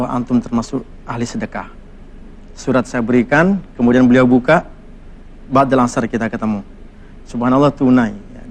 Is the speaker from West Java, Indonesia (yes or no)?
no; Madura, East Java, Indonesia; Di Jawa Timur, Madura, Ustaz.